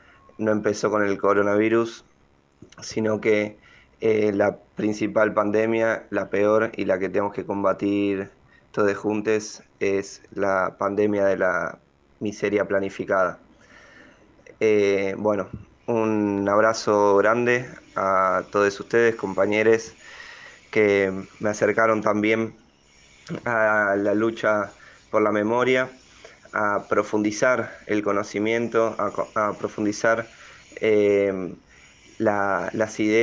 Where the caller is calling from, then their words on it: Balvanera, Buenos Aires, Argentina; de Balvanera y este abrazo es para todos ustedes